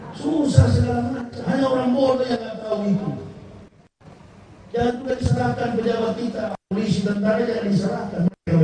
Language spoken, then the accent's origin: Indonesian; Manado, North Sulawesi, Indonesia; Kampung saya Manado